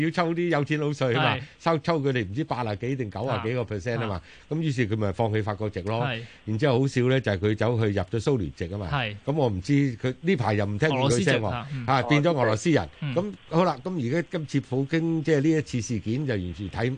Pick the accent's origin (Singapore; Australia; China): China